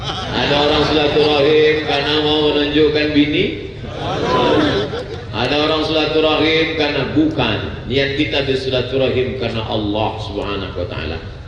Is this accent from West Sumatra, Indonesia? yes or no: yes; West Sumatra, Indonesia; now in Ponorogo, Indonesia; Sebenarnya ambo urang awak tapi dah cek lamo di Jawa maka bentuk iko lah.